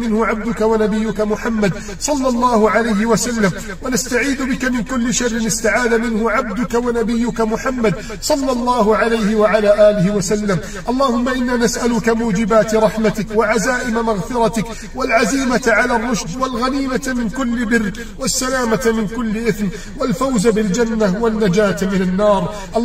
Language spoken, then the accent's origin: Arabic; Egypt; اللهم من أراد بلدنا مصر بسوء فأشغله بنفسه